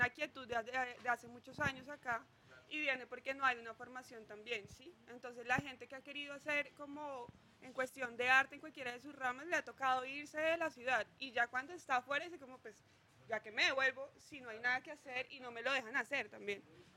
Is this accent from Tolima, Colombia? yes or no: yes; Ibagué, Tolima, Colombia; Como nosotros, personas que somos del Tolima y Ibagué, podemos aportar con lo que ya hemos aprendido